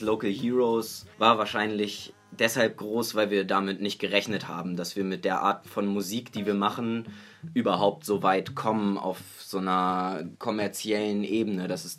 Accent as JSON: {"language": "German", "town": "Hanover", "region": "Lower Saxony", "country": "Germany", "said": "wir kommen aus Hannover."}